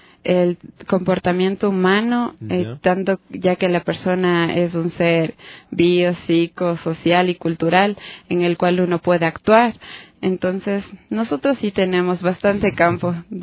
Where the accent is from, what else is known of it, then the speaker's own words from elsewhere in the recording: Quito, Pichincha, Ecuador; Siendo quiteña, no podría creer que la población se había extendido tanto